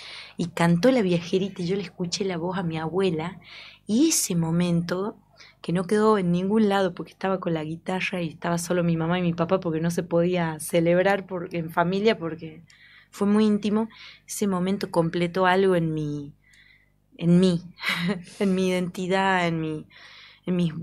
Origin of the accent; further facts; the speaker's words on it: Andalgalá, Catamarca, Argentina; porque vengo de Andalgalá también y nací en el marco de estas luchas